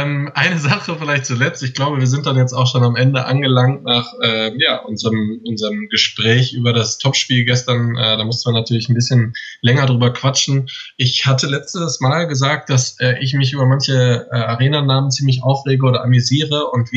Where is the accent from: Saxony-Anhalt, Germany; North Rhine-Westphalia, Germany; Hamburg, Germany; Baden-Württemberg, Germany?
North Rhine-Westphalia, Germany; Düsseldorf; Also ich bin ja aus Düsseldorf